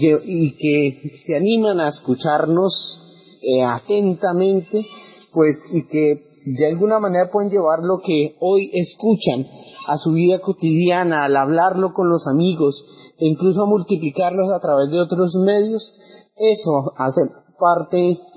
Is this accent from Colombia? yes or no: yes; Colombia; nosotros esperamos y soñamos como colombianos